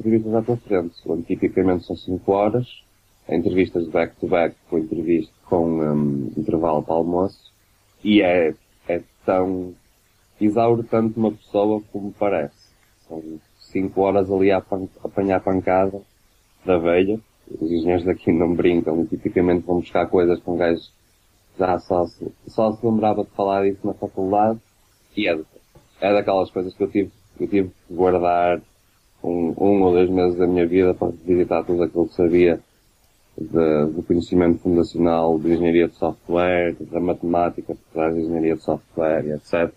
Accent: Porto, Norte, Portugal; Agora, eu sou do Porto, caralho.

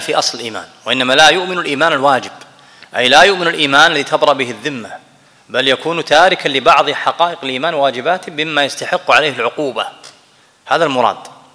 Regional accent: Kuwait; هذا لا أنا كويتي ابن البلد فأنا أحبه

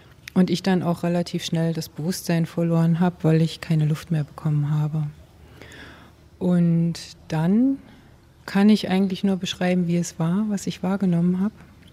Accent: East Germany, Germany; wir hatten keine Berührung mit der Kirche und mir wurde auch keine Gottheit vermittelt, keine Religion. Zu DDR-Zeiten sowieso nicht. Ich komme aus dem Osten.

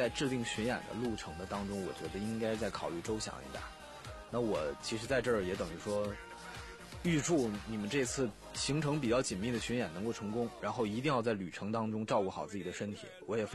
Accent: Shenyang, Liaoning, China; 在沈阳，在我老家那边

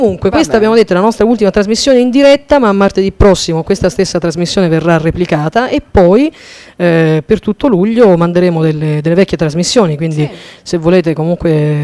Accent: Bolzano, Trentino-Alto Adige, Italy; venendo da Bolzano

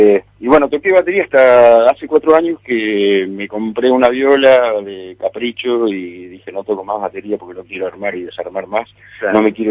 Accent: Puerto Madryn, Chubut, Argentina; born there; Soy nacido en Madryn

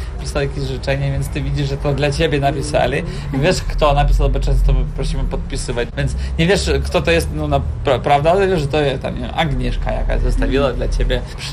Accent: Kyiv, Ukraine; Polish is a second language; moved away as an adult; now in Poland; Pochodzimy z Ukrainy, przyjechaliśmy z Kijowa.

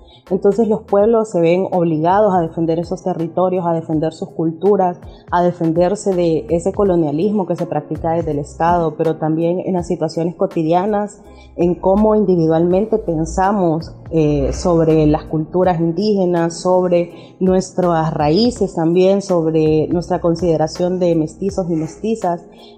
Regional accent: Tegucigalpa, Francisco Morazán, Honduras; soy de Tegucigalpa, Honduras

